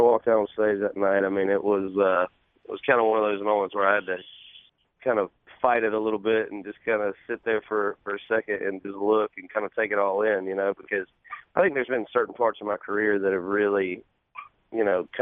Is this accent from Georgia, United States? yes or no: yes; Georgia, United States; born or raised there